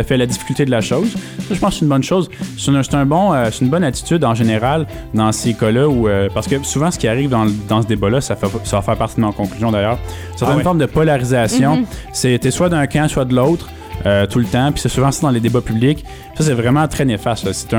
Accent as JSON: {"language": "French", "region": "Quebec", "country": "Canada", "said": "c'est sûr qu'en tant que Québécois, tu peux aller en France puis voir ça un petit peu se passer."}